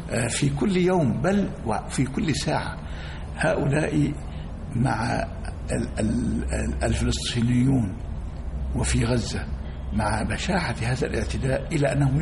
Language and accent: Arabic; Egypt; أن يحمي بلدنا مصر، وأن يكون أهل مصر على قدر في وعيهم